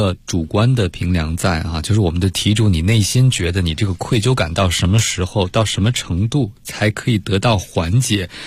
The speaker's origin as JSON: {"language": "Chinese", "country": "China", "said": "其实在我们中国人的生活中有一个让人很心累的东西，就是所谓的人情债，是吧？"}